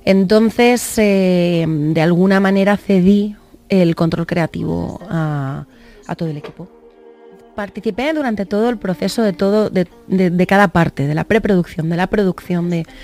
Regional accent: Valencia, Valencian Community, Spain; now in Madrid, Spain; Yo vengo de Valencia, es una ciudad grande también, pero en Valencia nos movemos de otra manera.

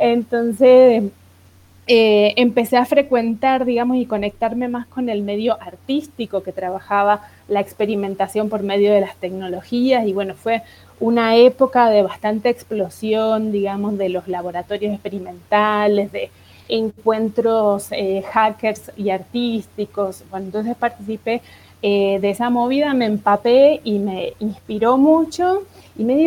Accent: Argentina; moved away as an adult; also born or lived in Brazil; yo salí de Argentina y me fui a Brasil en el 2002, como en septiembre, y ahí en Brasil, bueno, hice una maestría

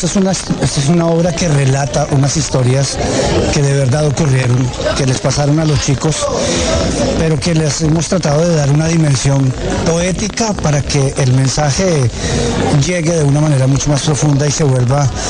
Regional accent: Colombia; no es algo que nos sucede solo a nosotros como colombianos

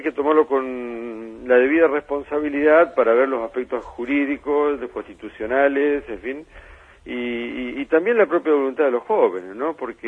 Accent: Argentina; Fíjese que hoy nuestra gran preocupación como argentinos tiene que estar en que hay 1 millón de jóvenes que no estudian ni trabajan.

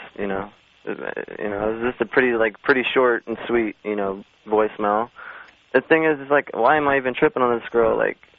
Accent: Midwest, United States; now in California, United States; I'm from the Midwest.

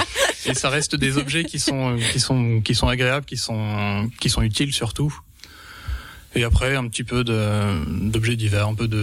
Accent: Grand Est, France; born there; Je suis né dans les Vosges, donc depuis un an. Je suis né sur les hauts des Vosges, au Boson, dans les Vosges saunoises, juste au-dessus de rue sur Moselle. Et depuis un an, j'habite à rue, donc à Sceaux.

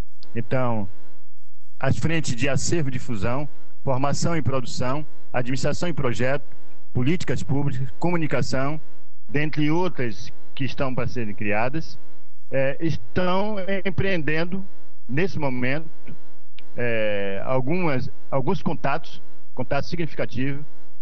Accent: Salvador, Bahia, Brazil; Sou de Salvador … faço parte da diretoria atual do CNC, diretoria de formação

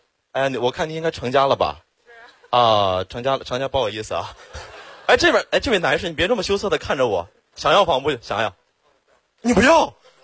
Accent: Xiong'an, Hebei, China; 我真的特别的稀缺，土生土长的雄安人，从小在那长大。

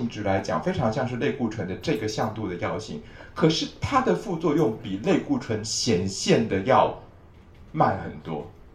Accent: China; 但是我们就是我们中国人会觉得说，你喜欢吃的那种东西可能比较是对的。

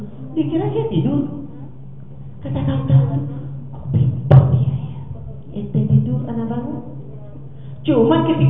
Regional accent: Kalimantan, Indonesia; Bayangkan saya kuliah di sana, bukan saya sini, saya orang Kalimantan.

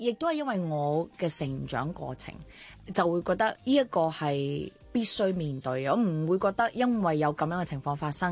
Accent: Chaozhou, Guangdong, China; 我唔單止咁，我係潮州人，隔啲楞啊！

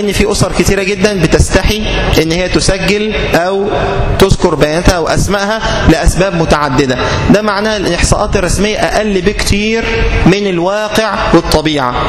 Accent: Egypt; لما يكون متوسط الأسرة عندنا في مصر 8

